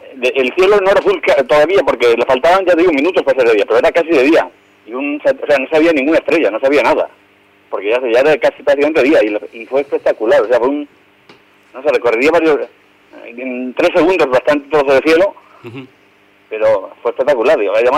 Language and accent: Spanish; Cuenca, Castilla-La Mancha, Spain; aquí en mi pueblo, en Cuenca, hay un cielo espectacular.